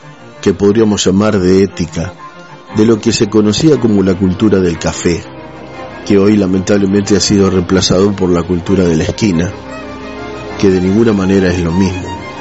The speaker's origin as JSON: {"language": "Spanish", "town": "Adrogué", "region": "Buenos Aires Province", "country": "Argentina", "tie": "born there", "lives_now": "Roque Pérez, Argentina", "said": "no soy nacido en Roque Pérez, yo nací en partido de Almirante Brown, más precisamente en Adrogué, y por la profesión de mi papá, bueno, recorrí, mi papá era médico, recorrí varios lugares."}